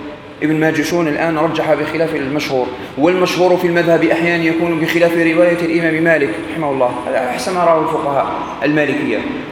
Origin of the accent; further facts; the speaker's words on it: Algeria; في أكلة احنا عندنا في الجزائر تشبهها